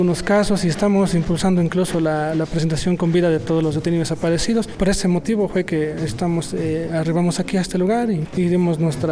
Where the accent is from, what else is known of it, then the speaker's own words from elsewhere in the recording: Morelia, Michoacán, Mexico; vengo de aquí de Morelia